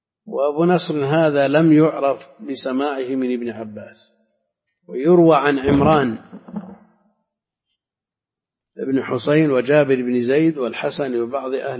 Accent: Al-Qassim, Saudi Arabia; لا، عندنا في القصيم كثير تزوج اثنتين

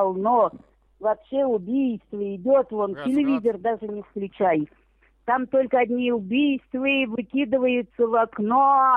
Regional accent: Tula, Tula Oblast, Russia; now in Moscow, Russia; А я из Тулы, я в Туле родилась, и во время войны эвакуирована из Тулы, в какую-то деревню. Потом я там за военного вышла замуж, и вот попалась в Москву. А в Москве-то осталась одна, 3 детей

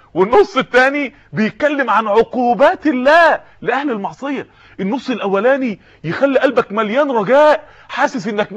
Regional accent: Mansoura, Dakahlia, Egypt; في بعض الناس يعني عندنا في المنصورة

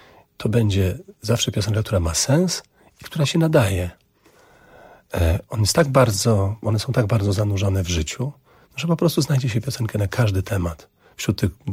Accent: Augustów, Podlaskie Voivodeship, Poland; taką podróż samochodem z Warszawy do Augustowa, do mojego rodzinnego miasta, do moich rodziców

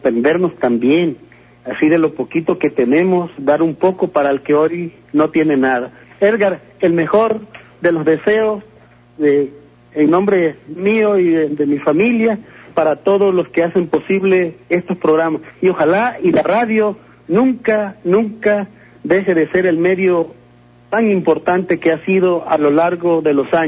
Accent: Tabasco, Mexico; now in Ciudad Juárez, Mexico; Yo soy de Tabasco. Sí. Allá nací, obviamente, hoy vivo aquí en Juárez

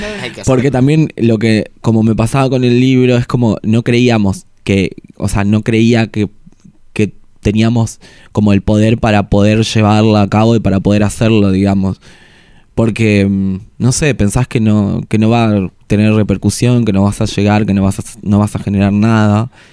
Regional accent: Formosa, Argentina; estaba en Formosa cuando lo escribí, durante la infancia, a partir de mis amigas machonas, después en La Plata

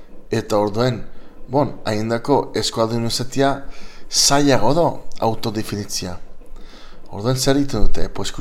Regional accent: San Francisco, California, United States; Ni gaztez lehen eskuntza zen euskera. Men San Franciscon sortu nitzen, jaio nitzen, gurasoak bastandarrak, baita mare, eta bueno, lehen eskuntza euskeraz

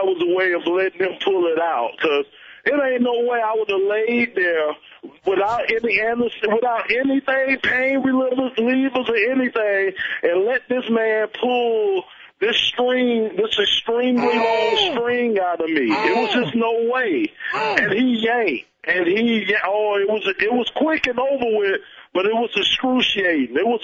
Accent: Miami, Florida, United States; Plus, I'm from Miami. You know it's something in the water down there, too.

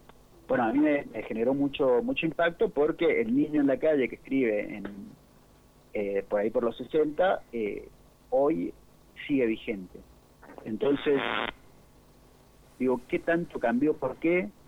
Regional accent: San Rafael, Mendoza, Argentina; now in Mendoza, Argentina; yo soy de San Rafael, me vine hace un par de años acá a Ciudad Mendoza

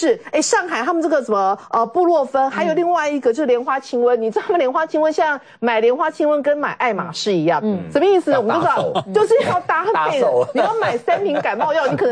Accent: Taiwan; 我们台湾人有这么样的卑微吗？

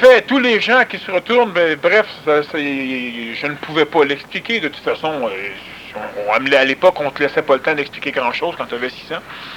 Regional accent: Quebec, Canada; born there; Je ne dis pas ça parce que je suis né au Québec, mais je suis né au Québec parce que ça va se passer ici.

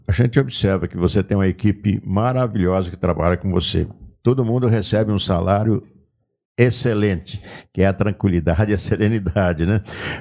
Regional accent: Leme, São Paulo, Brazil; Um exemplo lá da minha cidade, de Leme

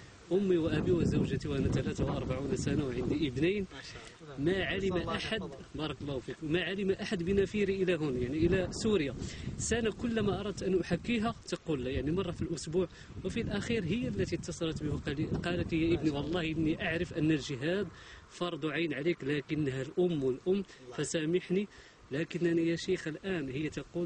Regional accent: Morocco; moved away as an adult; now in Syria; شيخ أنا مهاجر من المغرب سنة وأنا نفرت

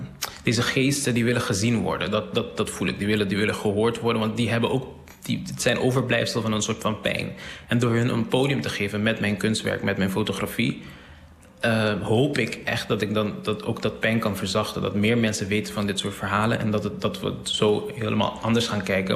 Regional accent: Curaçao; En ik ben daar opgegroeid. Of tenminste, ik ben op Curaçao opgegroeid.

